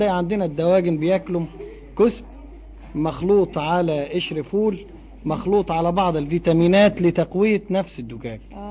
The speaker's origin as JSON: {"language": "Arabic", "town": "Faiyum", "region": "Faiyum Governorate", "country": "Egypt", "said": "يعني الكهرباء اللي عندنا في الفيوم جاية من المية في 3 تربينات"}